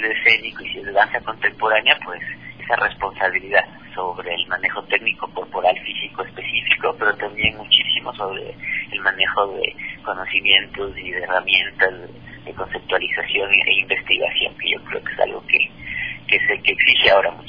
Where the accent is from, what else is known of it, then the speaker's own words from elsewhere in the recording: Ecuador; que somos los ecuatorianos, nos conocimos hace 2 años.